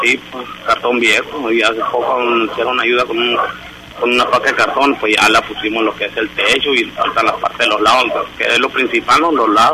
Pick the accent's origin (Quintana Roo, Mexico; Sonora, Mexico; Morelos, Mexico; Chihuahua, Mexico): Sonora, Mexico; Hermosillo; Yo soy de aquí, de Hermosillo, sí.